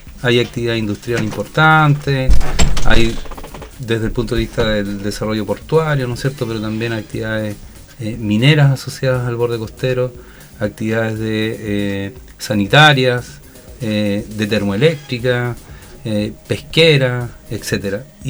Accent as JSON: {"language": "Spanish", "town": "Punta Arenas", "region": "Magallanes", "country": "Chile", "tie": "born or raised there", "lives_now": "Pichilemu, Chile", "said": "Yo no soy originario de Pichilemu, soy originario de Punta Arenas, ¿ya? Y con mi señora, con Vilma, nos conocimos en la segunda región, particularmente en Tocopilla"}